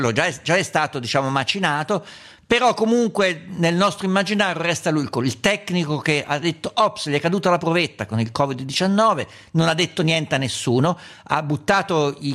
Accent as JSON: {"language": "Italian", "region": "Umbria", "country": "Italy", "said": "Certo. Io sono umbro, quindi lo so bene."}